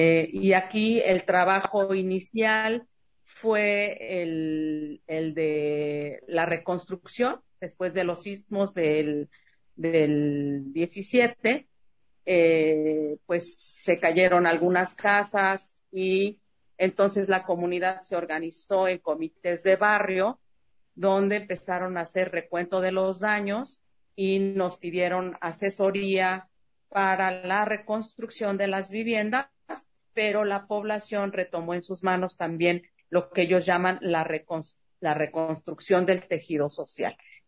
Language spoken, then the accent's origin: Spanish; Ciudad Nezahualcóyotl, State of Mexico, Mexico; born there; Yo nací en Ciudad Nezahualcóyotl y ahí se hizo una unión de colonos.